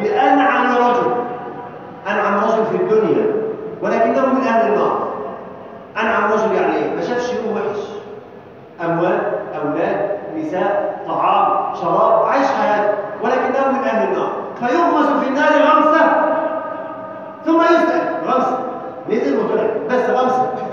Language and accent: Arabic; Egypt; اللهم اجعل بلدنا مصر امنا جمالا سلما سلاما سخاء رخاء